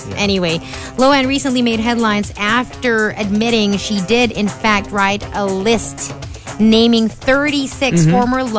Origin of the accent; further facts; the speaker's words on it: Philippines; I'm Filipina through and through.